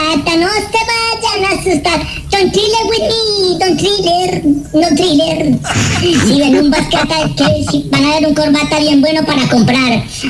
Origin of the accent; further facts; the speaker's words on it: Colombia; yo soy de Colombia.